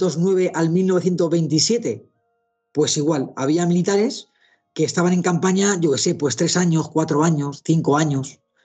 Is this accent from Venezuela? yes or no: no; Spain; Así somos los españoles.